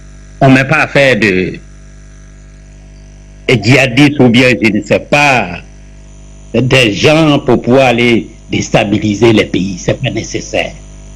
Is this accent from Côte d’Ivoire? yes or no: yes; Côte d’Ivoire; je suis de la Côte d'Ivoire. Je suis d'un certain âge.